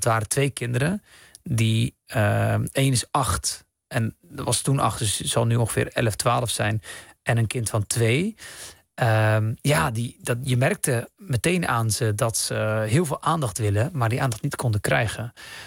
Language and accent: Dutch; Rotterdam, South Holland, Netherlands; born there; Ik dacht, oh, dat heeft te maken met dat ik Marokkaanse roots heb of zo. Ik ben in Rotterdam geboren. Of dat ik islamitisch ben of zo.